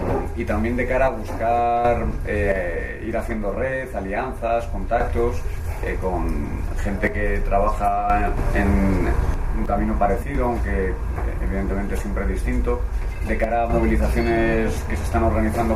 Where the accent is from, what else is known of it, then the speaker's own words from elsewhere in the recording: Madrid, Community of Madrid, Spain; y venimos los tres de Madrid